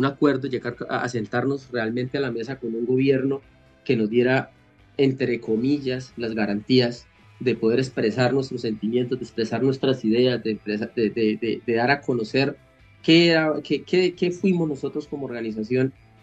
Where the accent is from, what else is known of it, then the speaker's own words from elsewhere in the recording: Colombia; eso somos como colombianos, eso somos como seres humanos